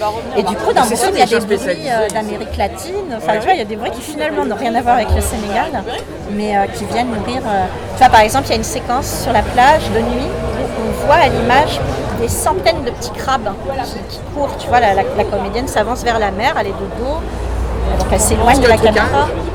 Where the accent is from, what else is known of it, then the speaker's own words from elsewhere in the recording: France; c'est que en tant que Française, j'avais écrit un gros pavé.